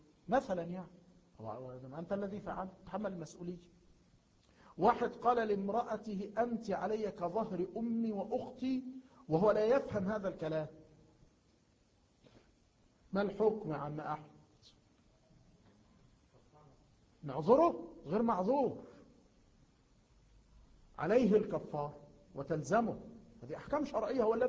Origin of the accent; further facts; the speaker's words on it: Egypt; مثلا عندنا في مصر